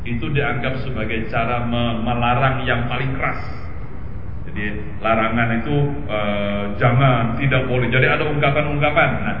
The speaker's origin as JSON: {"language": "Indonesian", "town": "Banjarmasin", "region": "South Kalimantan", "country": "Indonesia", "tie": "born or raised there", "said": "Apalagi di kampung saya di Banjarmasin"}